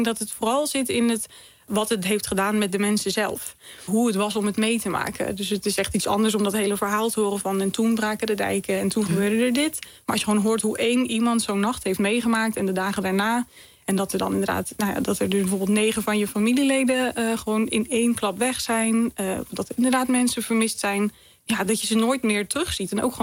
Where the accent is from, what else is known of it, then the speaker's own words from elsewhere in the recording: Zeeland, Netherlands; En ik kom zelf van Walcheren en daar heeft gewoon minder onder water gestaan.